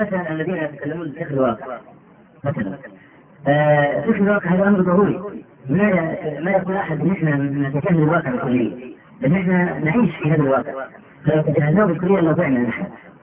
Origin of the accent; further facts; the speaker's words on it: Egypt; تختلف يعني مثلا عندنا في مصر دخول البرلمان لا قيمه له